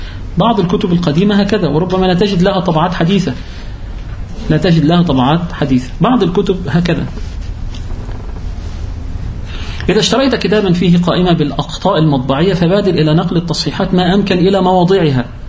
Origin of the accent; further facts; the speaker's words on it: Egypt; لأن لهم منافذ بيع في عندنا في مصر